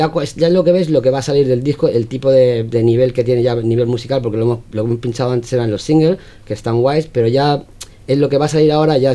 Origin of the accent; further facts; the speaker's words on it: Spain; soy español, tengo pasaporte español